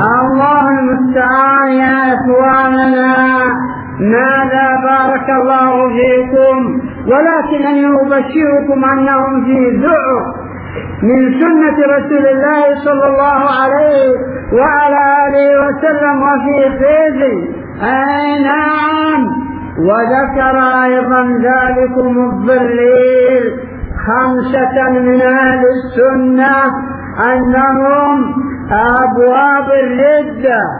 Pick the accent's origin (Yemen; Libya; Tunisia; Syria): Yemen; Hadhramaut; فلا نذهب بعيدا هنا عندنا في حضرموت في الغوطة